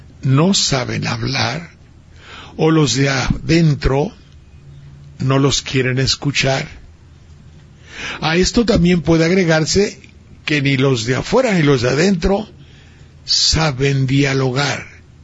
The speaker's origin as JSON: {"language": "Spanish", "town": "Xalapa", "region": "Veracruz", "country": "Mexico", "said": "¿saben ustedes que mi tierra, Jalapa, está en un tsunami terrorífico?"}